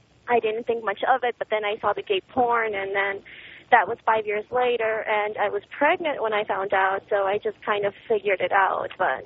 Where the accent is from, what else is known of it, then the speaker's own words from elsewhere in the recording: Chile; English is a second language; My English is not perfect. I was raised in South America. I'm from Chile